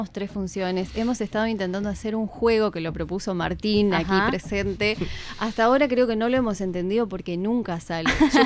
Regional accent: Paysandú, Uruguay; Yo soy de Paysandú, en realidad este teatro que nombro fue allá en Paysandú.

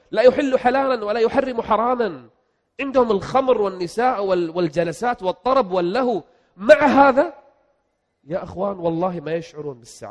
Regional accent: Kuwait; جاي من بلدي الكويت لبلد الخبر يعني أنا في النهاية ما سافرت يعني جاي من بلدي إلى بلدي

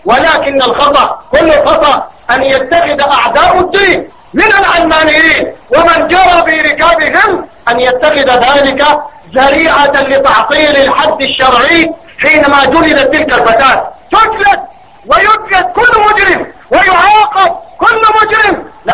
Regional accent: Sudan; معظم القانون عندنا في بلدنا السودان

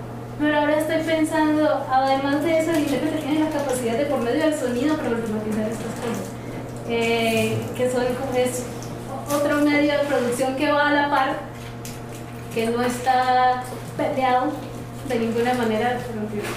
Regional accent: Cauca, Colombia; yo estuve rodeada, soy del Cauca, las chirimías caucanas tienen flautas de PVC que suenan airoso, gutural.

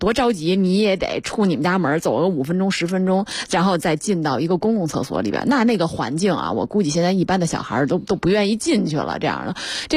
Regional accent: Beijing, China; born or raised there

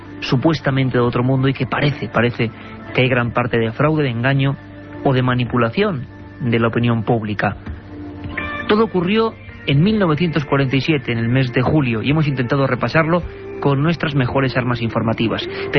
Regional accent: Vitoria, Basque Country, Spain; por lo menos para los que somos de Vitoria

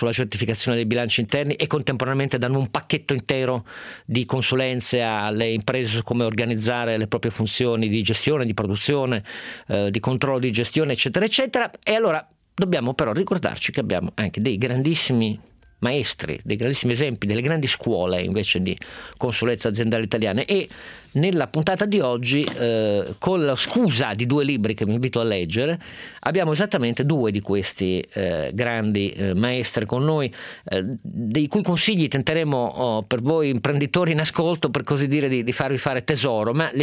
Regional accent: Turin, Piedmont, Italy; io, da torinese, sono molto fiero di quello che lui scrive di Torino

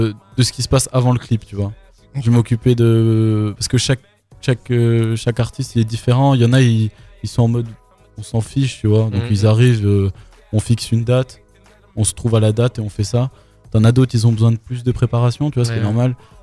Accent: Besançon, Bourgogne-Franche-Comté, France; Mais ouais, on est de Besançon et puis on le revendique.

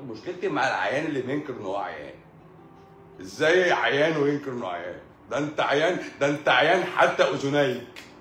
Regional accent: Egypt; انت ناسي ان احنا المرض بالوراثة عندنا في مصر هنا؟

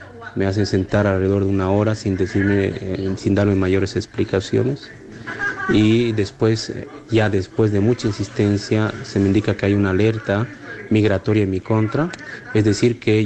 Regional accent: Bolivia; he comprado un vuelo comercial como ciudadano boliviano

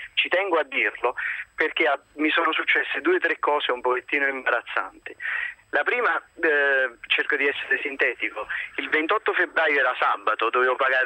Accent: Naples, Campania, Italy; appunto sono di Napoli

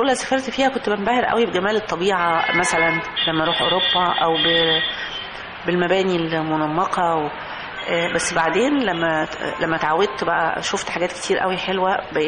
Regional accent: Egypt; هو طبعا احنا عندنا في مصر مشكله كبيره نامت في السنوات الاخيره

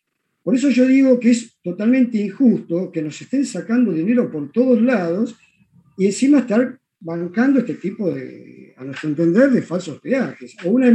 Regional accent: Vallehermoso, Argentina; born there; now in Buenos Aires, Argentina; Yo le aclaro, vivo en Buenos Aires, pero vivo viajando por todos lados. Soy nacido en Vallehermoso, tengo parientes en Villa Jardín

